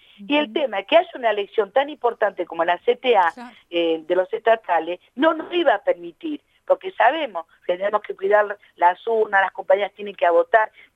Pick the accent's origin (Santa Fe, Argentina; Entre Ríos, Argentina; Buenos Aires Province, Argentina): Buenos Aires Province, Argentina; La Matanza; yo que soy del oeste, soy de La Matanza